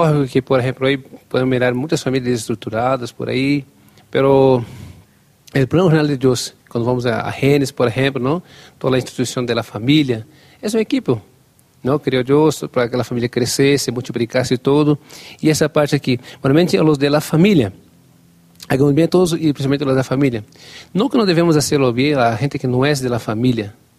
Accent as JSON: {"language": "Spanish", "country": "Brazil", "second_language": "Spanish", "said": "A mí, como los brasileños, encanta el fútbol."}